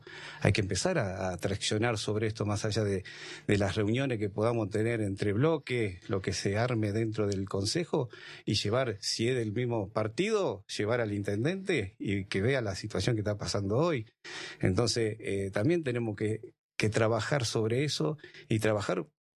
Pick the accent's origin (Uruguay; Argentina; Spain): Argentina; Santa Fe; moved away; Entonces yo cuando vine en el 2003, soy de Santa Fe, vine en el 2003